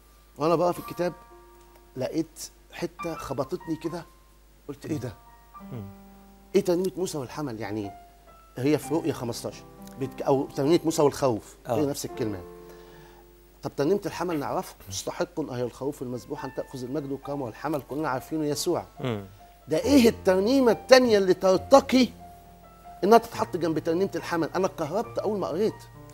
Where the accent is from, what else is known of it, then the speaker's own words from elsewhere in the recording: Egypt; وده اللي خلاني حاسس انا فرحان ان انا مصري